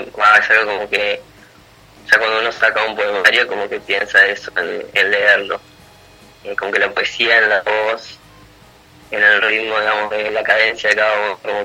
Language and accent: Spanish; Concepción del Uruguay, Entre Ríos, Argentina; now in Buenos Aires, Argentina; Bueno, como dijiste, soy de Concepción del Uruguay, aunque vivo hace 7 años ya en Buenos Aires.